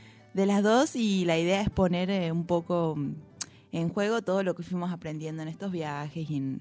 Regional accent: Nono, Córdoba, Argentina; Bueno, nosotras somos de acá de Nono, como bien dijeron. Bueno, hicimos el secundario acá.

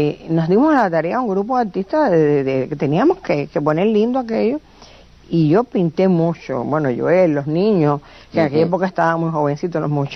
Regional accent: Camagüey, Cuba; yo pinté mi ciudad, o sea que yo amo a Camagüey, yo me siento más camagüeyana que un tinajón. Y me siento principeña, y me siento agramontina.

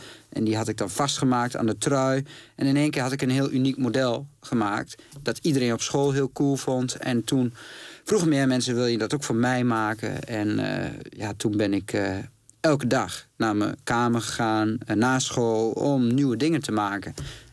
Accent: Glanerbrug, Overijssel, Netherlands; Ik kom uit Glanenbrug. Dat is echt een dorp naast Enschede. Ja, waar je veel meer op straat bent.

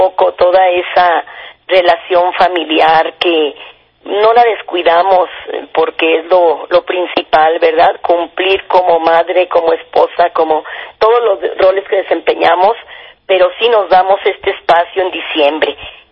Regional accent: Zacatecas, Mexico; como dicen por acá en mi tierra, en Zacatecas

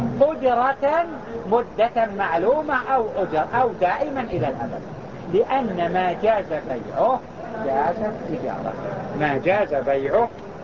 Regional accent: Mecca, Makkah Province, Saudi Arabia; وهو ما يسمى عندنا في مكة يسمى بالحكر

